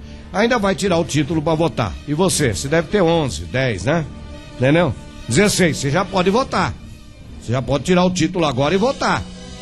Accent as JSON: {"language": "Portuguese", "town": "Ilhéus", "region": "Bahia", "country": "Brazil", "said": "Mestre, sou daqui de Ilhéus, Bahia, e eu tenho um grupo de empresários"}